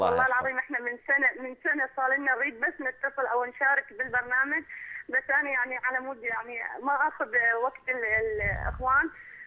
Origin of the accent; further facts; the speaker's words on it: Iraq; أنا امرأة من العراق، كنت أعمل بالتجارة